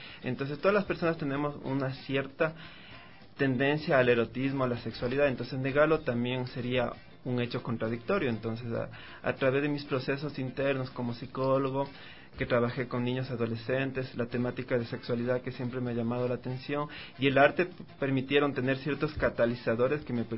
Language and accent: Spanish; Quito, Pichincha, Ecuador; born there; Nací en Ecuador.